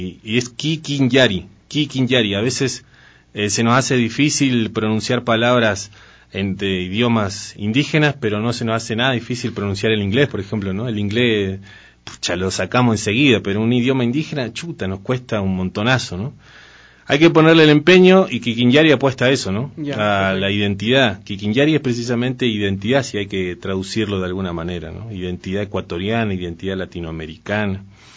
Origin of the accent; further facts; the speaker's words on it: Patagonia, Argentina; now in Ecuador; pero sí soy de un pueblo originario de Argentina, que es el Mapuche. Soy del sur de la Argentina.